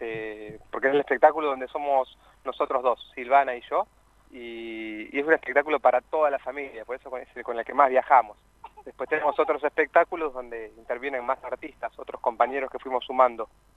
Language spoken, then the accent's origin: Spanish; Buenos Aires, Argentina; now in Córdoba, Argentina; somos cordobeses truchos, nosotros somos de Buenos Aires, y estamos viviendo en la sierra, cerquita de Carlos Paz, hace ya 8 años.